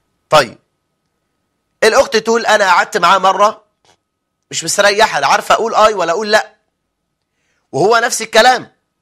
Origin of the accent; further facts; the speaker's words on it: Egypt; اللي بيسموه كد الكتاب كما هو المعهود عندنا في مصر